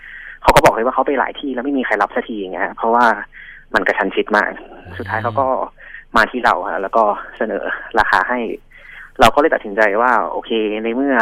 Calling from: Pathum Thani, Thailand; ปทุมธานีครับ

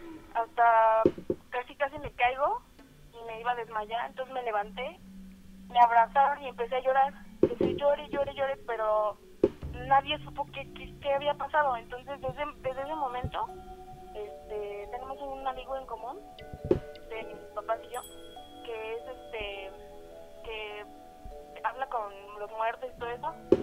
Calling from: Texcoco, State of Mexico, Mexico; De Texcoco.

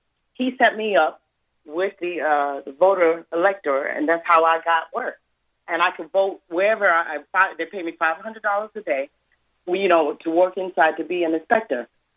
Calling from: Denmark; Yeah, I'm calling from Denmark because I'm watching all of this stuff from over here

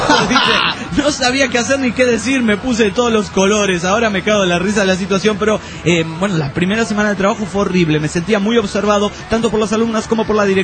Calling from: Toluca, State of Mexico, Mexico; soy de Toluca.

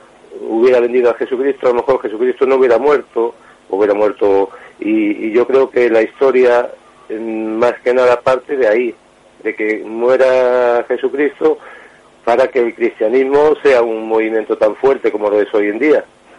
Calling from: Vigo, Galicia, Spain

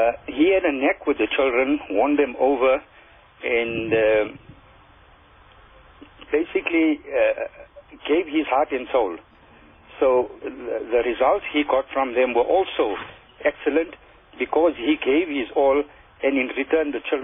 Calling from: Azadville, Gauteng, South Africa; Yeah, I'm calling from Azadville.

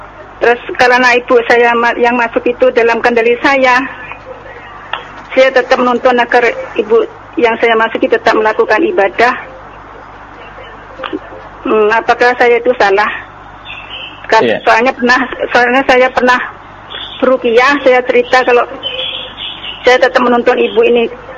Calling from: East Java, Indonesia; Ini saya dari Madura, Ustaz.

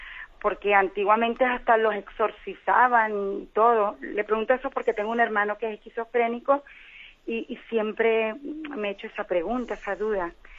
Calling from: Canary Islands, Spain; de Gran Canaria.

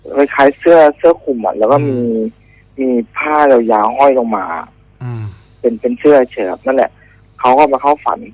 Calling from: Bangkok, Thailand; อยู่แถวจรัญครับ

